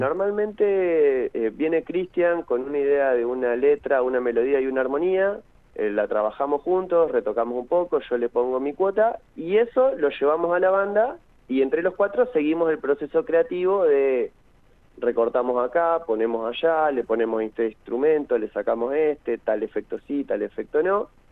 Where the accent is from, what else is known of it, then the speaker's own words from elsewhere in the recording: General Pico, La Pampa, Argentina; now in Santa Rosa, Argentina; yo soy de Pico, ya hace un montón de años que vivo acá, ya soy bastante santarroceño para esta altura.